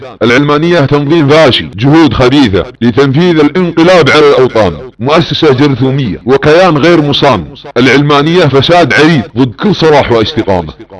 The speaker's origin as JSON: {"language": "Arabic", "country": "Saudi Arabia", "said": "ويصنع ملامح سياسية في بلادنا السعودية، بل أن يقول لأبناء وطني"}